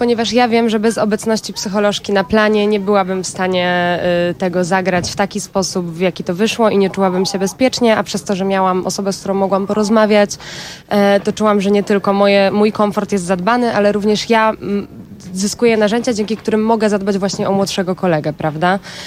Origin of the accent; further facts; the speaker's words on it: Warsaw, Masovian Voivodeship, Poland; Jeszcze w związku z tym, że ja jestem z Warszawy